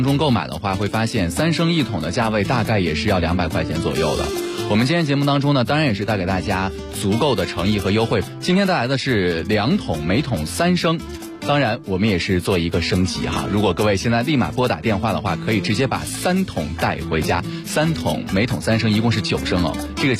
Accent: China

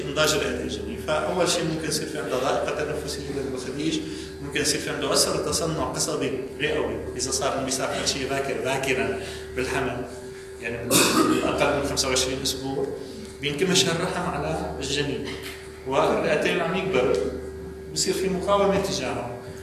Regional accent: Syria; عندنا بسوريا يختلف حسب المكان حسب المشفى حسب الكميات الطبية

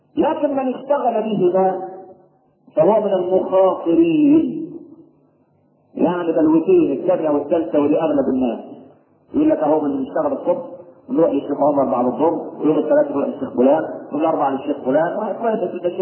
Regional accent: Egypt; لكن إحنا كمصريين معتبرين العيش هو ده اللي هو.

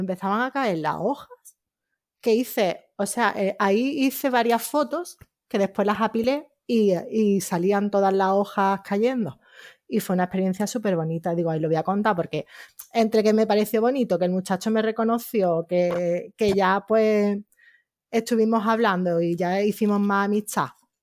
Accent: Málaga, Andalusia, Spain; yo soy de Málaga, eso está en Granada, como a una hora

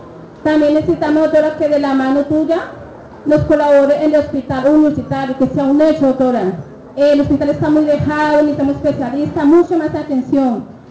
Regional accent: Tocaima, Cundinamarca, Colombia; de Tocaima, Cundinamarca. Soy del grupo de Desplazada.

